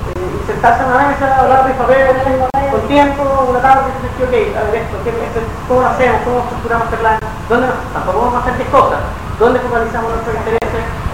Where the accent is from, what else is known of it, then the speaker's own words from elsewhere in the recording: Valparaíso, Chile; born there; Yo soy porteño de nacimiento, hace hartos años que lo veo acá